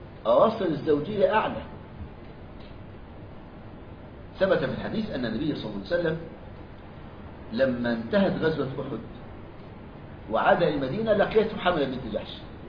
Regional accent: Egypt; قالها كبير النصارى عندنا في مصر،

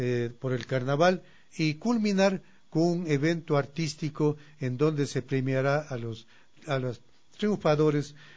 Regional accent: Cuenca, Azuay, Ecuador; now in Conocoto, Ecuador; yo soy del Valle de Cuenca y ahora vivo en el Valle de Conocoto.

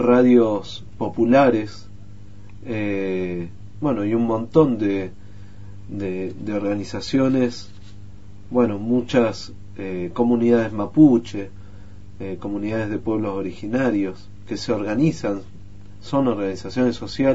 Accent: José C. Paz, Buenos Aires Province, Argentina; un lugar en donde yo viví toda mi infancia, en José C. Paz, en uno de los lugares más pobres del conurbano bonaerense, está en el oeste

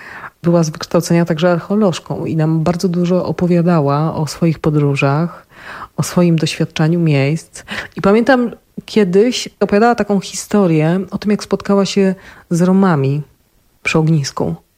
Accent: Opole, Opole Voivodeship, Poland; accent: Silesian; No Opole akurat jest moje, bo mocno wrosłam w to miejsce, czuję się Ślązaczką, mówię po śląsku.

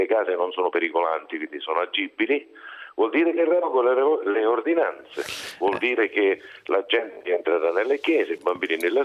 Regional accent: Abruzzo, Italy; Noi siamo abruzzesi

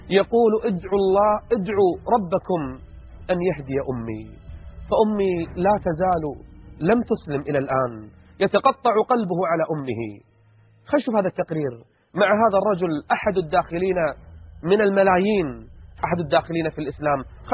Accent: Kuwait; 45,000 فقط يدخلون عندنا في الكويت

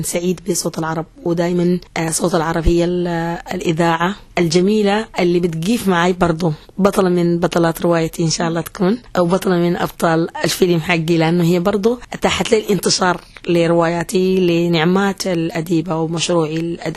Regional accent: Omdurman, Khartoum, Sudan; now in United Arab Emirates; ولكن أنا من السودان من الشمال، والنشأة والميلاد بأم درمان المدينة الوطنية أو العاصمة الوطنية، ولدي عمود وأنا مراسل لغنى سودانية من الإمارات،

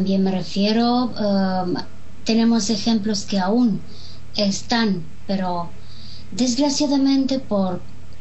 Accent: Romania; vivo en Rumania, soy rumana. No sé hablar romaní

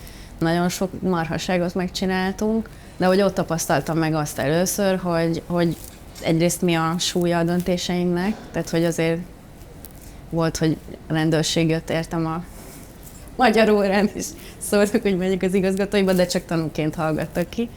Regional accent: Szabolcs-Szatmár-Bereg, Hungary; 14 évesen költöztem el otthonról, mert ugye én Magyarország legkeletűbb csücskében születtem

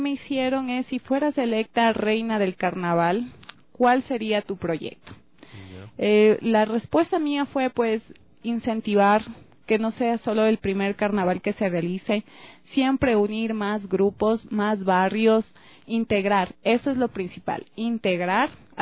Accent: Quito, Pichincha, Ecuador; También participé en lo que es de mi barrio Solanda. Para la elección de la reina de Solanda salí señorita simpatía de Solanda.

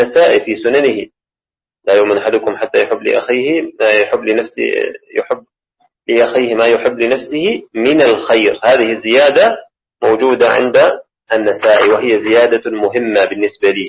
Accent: Syria; وهذا ما رأيناه رؤيا العين في بلدنا سوريا

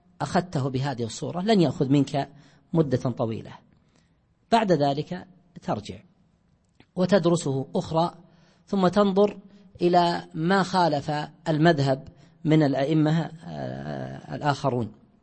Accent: Najd, Saudi Arabia; واشتهار الزاد عندنا في نجد أكثر من اشتهار الدليل،

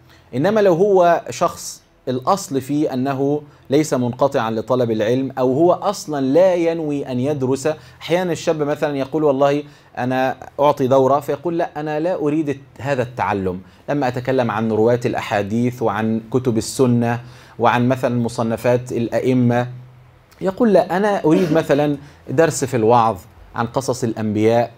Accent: Egypt; accent: Egyptian; تفهموني انا بتكلم مصري ولا اكلمكم؟

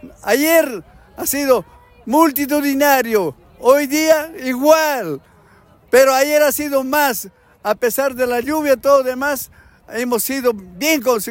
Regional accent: Peru; Yo soy peruano.

